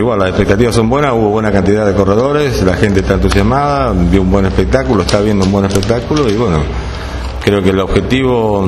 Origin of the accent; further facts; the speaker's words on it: Carmen de Patagones, Buenos Aires Province, Argentina; yo soy nativo de Carmen de Patagones, tengo varias competencias en la zona mía